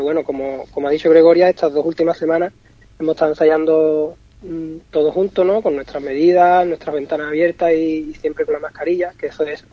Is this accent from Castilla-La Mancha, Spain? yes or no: no; Jerez de la Frontera, Andalusia, Spain; yo soy jerezano, y aquí la zambomba pues es algo que se vive desde siempre